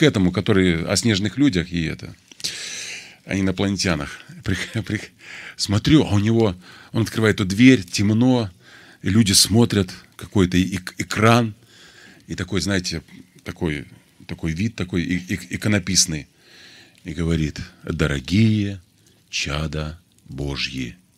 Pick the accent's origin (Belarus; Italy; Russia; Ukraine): Belarus; Я, говорю, с Белоруссии приехал и знаю, а вы не знаете.